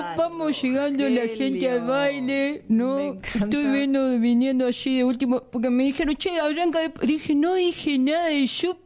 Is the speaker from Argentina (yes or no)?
yes; Tucumán, Argentina; Yo soy tucumano